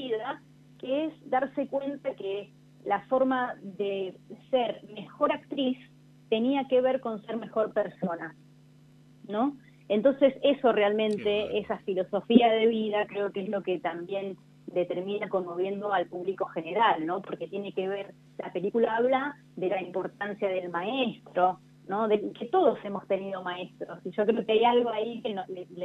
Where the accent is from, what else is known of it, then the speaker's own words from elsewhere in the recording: Argentina; algo que a nosotros nos mueve mucho, ¿no? Como argentinos.